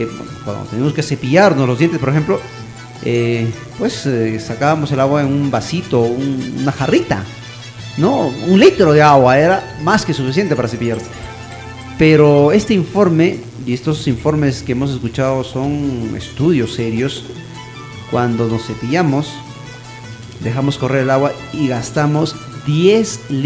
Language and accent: Spanish; Carhuaz, Ancash, Peru; hubo un tiempo que se racionaba el agua en Carhuaz, de donde yo soy.